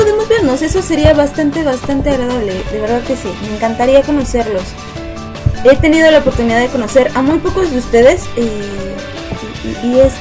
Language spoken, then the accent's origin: Spanish; Mexico City, Mexico; No, no soy de Monterrey. Yo soy de aquí, de la ciudad, del ex Distrito Federal, ahora Ciudad de México. De mi montañita, aquí en el Ajusco es mi montañita de nieve.